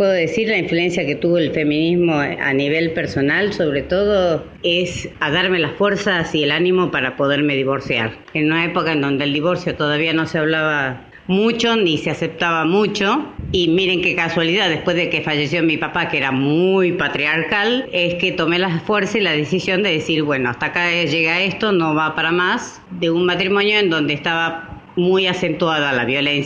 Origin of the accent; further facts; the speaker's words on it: Salta, Argentina; Yo soy de Salta, vivo en Salta capital, trabajo a su vez en Metán, que está a 2 horas de Salta